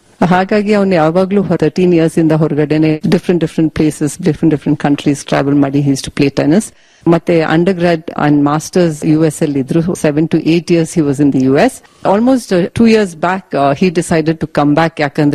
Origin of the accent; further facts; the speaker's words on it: Karnataka, India; also born or lived in Karwar / Bangalore; ನಾನು ಹುಟ್ಟಿದ್ದು ಕಾರವಾರ ಜಿಲ್ಲೆಯಲ್ಲಿ, ಬೆಳೆದಿದ್ದು ಕರ್ನಾಟಕದಲ್ಲಿ, ಆದ್ರೆ ಬೇರೆ ಬೇರೆ ಟೌನ್ ಅಲ್ಲಿ, ಮತ್ತೆ ಬ್ಯಾಂಗ್ಳೂರಲ್ಲಿ.